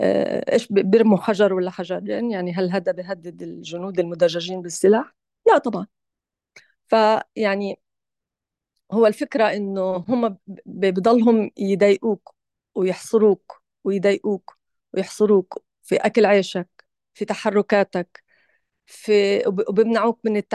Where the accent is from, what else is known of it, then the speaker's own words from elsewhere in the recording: Gaza, Gaza Strip, Palestine; كوني أنا نفسي من غزة يعني، أو يعني أصلي من غزة ولي لا زال هناك أحباب